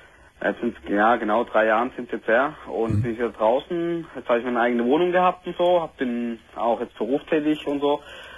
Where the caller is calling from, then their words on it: Pforzheim, Baden-Württemberg, Germany; Hallo, ich komme hier aus Pforzheim, jawohl.